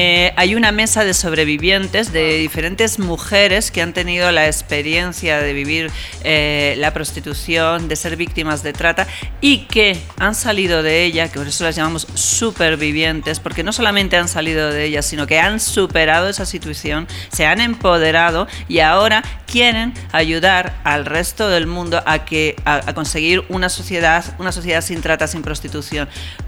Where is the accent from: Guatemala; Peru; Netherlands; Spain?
Spain; España, mi país.